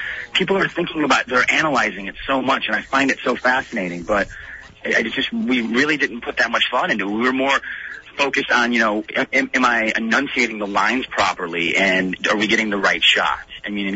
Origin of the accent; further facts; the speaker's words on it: Chicago, Illinois, United States; moved away as an adult; I grew up in Chicago. It's freezing cold.